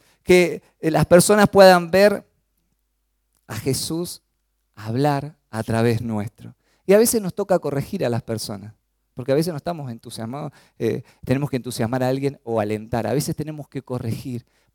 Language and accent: Spanish; Chaco, Argentina; Yo soy del Chaco, ¿no? Siempre lo digo, y cuando voy allá, y se me pega un poquito el tonito de los chaqueños, ¿no?